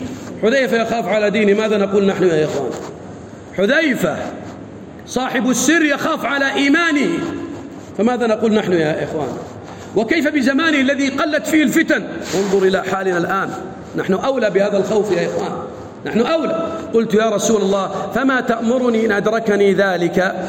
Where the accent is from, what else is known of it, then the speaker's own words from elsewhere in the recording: Sudan; احنا سوداني